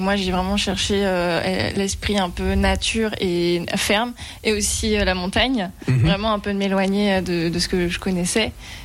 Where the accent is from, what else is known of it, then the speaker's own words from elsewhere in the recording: Brittany, France; À la base, je viens de Bretagne aussi